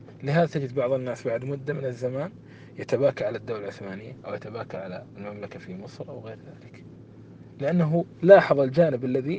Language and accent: Arabic; Kuwait; اليوم أنا أعطيكم مثال عن هذا بلدنا الكويت